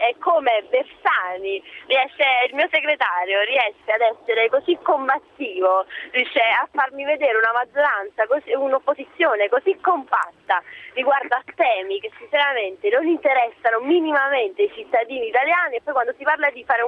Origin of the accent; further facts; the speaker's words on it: Acerra, Campania, Italy; No, sono di Acerra.